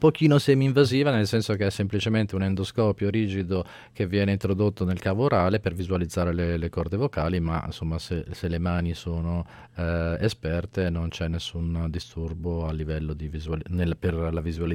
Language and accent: Italian; Ravenna, Emilia-Romagna, Italy; also born or lived in Pisa; Io sono di Ravenna, sono nato a Pisa ma vivo a Ravenna da ormai 30 anni.